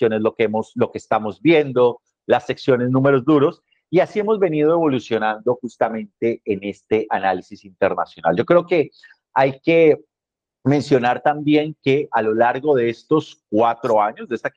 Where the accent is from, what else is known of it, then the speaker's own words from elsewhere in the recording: Bogotá, Bogotá D.C., Colombia; now in Thailand; Luego estuve en Bogotá, de donde soy original. Luego ha estado esta transmisión también desde Tailandia, donde me encuentro en este momento.